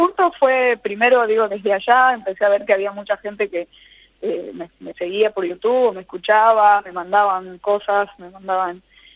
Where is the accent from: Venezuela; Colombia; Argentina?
Argentina; Tucumán; now in Buenos Aires, Argentina; aunque yo soy tucumana, vivo acá en Ciudad de Buenos Aires, por la zona de Palermo.